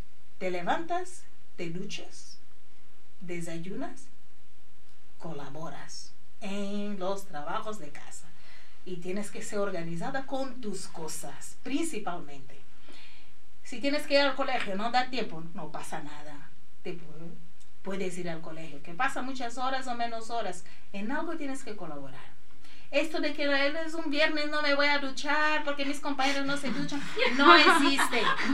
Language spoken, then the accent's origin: Spanish; Angola; now in Spain; la sanidad en España, que puede tener sus pros y contras, pero para mí siempre es mejor que la de mi país, Angola, ¿vale? Entonces tener a mi hija aquí aparte fue un poco un shock, porque me hubiera gustado tener en mi tierra, con mi familia